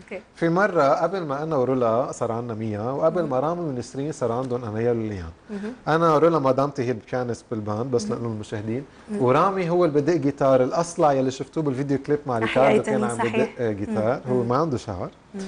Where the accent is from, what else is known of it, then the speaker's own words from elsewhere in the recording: Lebanon; يعني إذا أنا باكل كلبناني باكل بالشوكة والسكينة